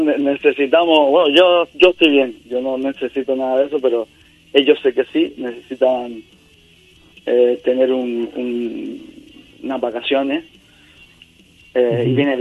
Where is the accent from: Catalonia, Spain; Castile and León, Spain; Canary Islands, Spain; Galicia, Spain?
Canary Islands, Spain; yo soy gran canario